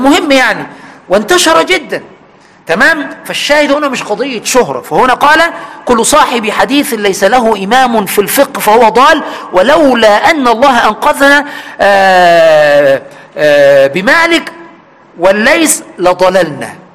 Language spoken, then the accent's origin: Arabic; Egypt; في بلدنا مصر